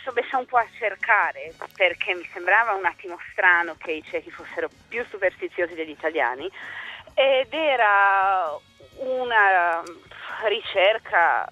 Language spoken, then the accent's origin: Italian; Czechia; Italian is a second language; Io vengo del nord della Repubblica Ceca, sì, che è una zona che dopo la guerra era tutta tedesca.